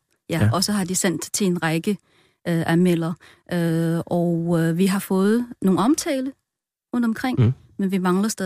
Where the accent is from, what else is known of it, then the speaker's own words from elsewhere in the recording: China; Danish is a second language; moved away as an adult; now in Denmark; Ja, jeg ved det jo ikke, jeg er jo kineser.